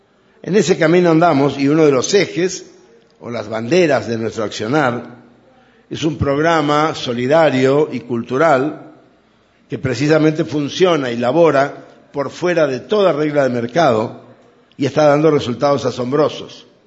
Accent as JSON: {"language": "Spanish", "region": "Chaco", "country": "Argentina", "said": "el Chaco, mi tierra, está llena de pelotudos, pero gilipollas no hay ni uno."}